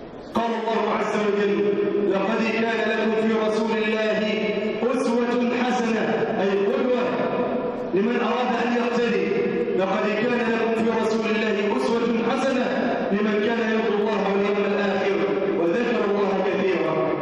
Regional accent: Egypt; بلادنا مصر

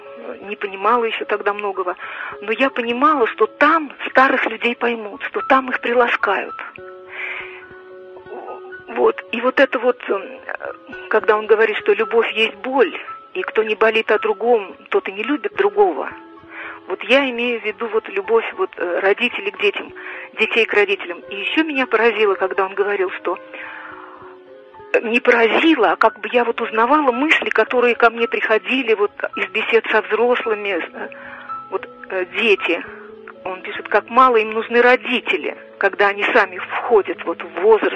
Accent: Moscow, Russia; я много жила в деревне. Сама я москвичка, родители у меня москвичи

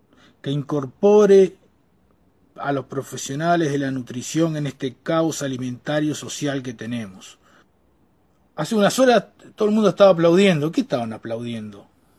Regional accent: Uruguay; yo, como ciudadano uruguayo y como profesional, Me voy a seguir quejando todo lo que me quiera quejar

